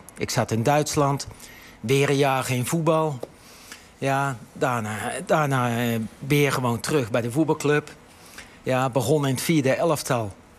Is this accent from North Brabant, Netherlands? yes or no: no; Gorinchem, South Holland, Netherlands; Ik ben ook opgegroeid in Gorinchem in een wijk, net zoals hier nu achter het huidige NAC-stadion, een tuinzicht, hè? Sociaal allemaal even iets minder.